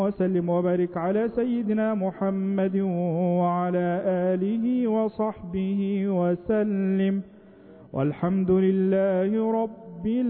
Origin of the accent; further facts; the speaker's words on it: Egypt; اللهم اجعل بلدنا مصر أمنا أمانا